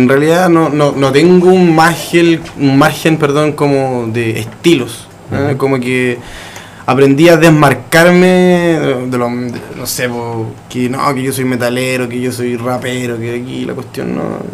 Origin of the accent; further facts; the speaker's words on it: Paine, Santiago Metropolitan, Chile; yo soy de Paine, soy de la Laguna de Aculeo.